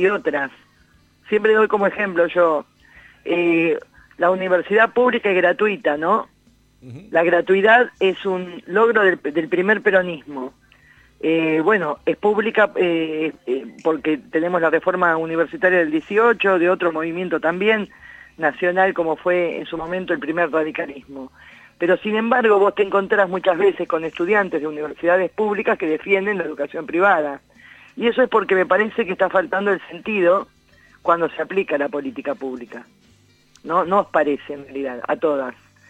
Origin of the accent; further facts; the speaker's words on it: Alta Italia, La Pampa, Argentina; Gracias por recordar que soy de Alta Italia